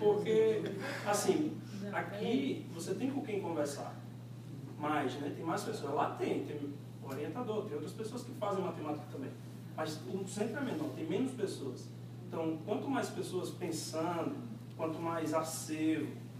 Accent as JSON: {"language": "Portuguese", "town": "Maceió", "region": "Alagoas", "country": "Brazil", "said": "Eu sou de Maceió."}